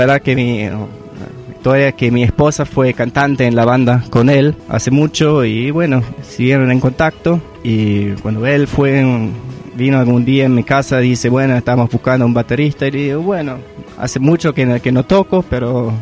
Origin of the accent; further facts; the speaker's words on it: Germany; Spanish is a second language; moved away as an adult; now in Tucumán, Argentina; hace 3 años estoy viviendo acá en Tucumán. Soy nacido alemán y bueno, me casé con una tucumana. Hemos vivido 9 años allá